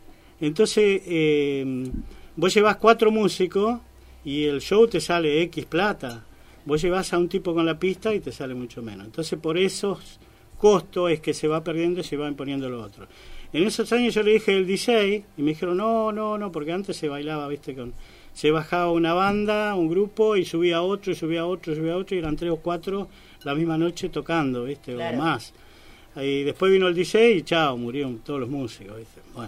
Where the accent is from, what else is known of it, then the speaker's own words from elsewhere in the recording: Uruguay; Después, a los 14 años, empecé a estudiar guitarra en Montevideo. Yo soy de Uruguay, como sabrán